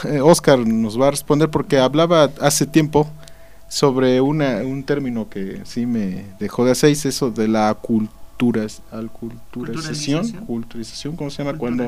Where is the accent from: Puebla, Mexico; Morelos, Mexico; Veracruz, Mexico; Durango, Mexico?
Puebla, Mexico; aquí en la colonia de San Baltasar, de donde soy yo